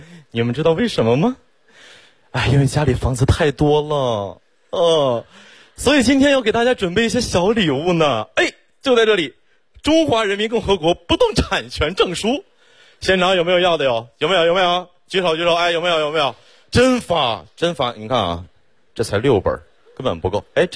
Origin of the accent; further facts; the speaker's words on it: Xiong'an, Hebei, China; 我真的特别的学土生土长的雄安人，从小在那长大